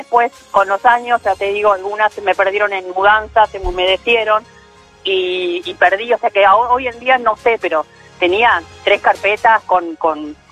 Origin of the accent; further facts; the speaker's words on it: Uruguay; moved away; yo soy uruguaya, esta colección la inicié en Uruguay y me la traje cuando me mudé.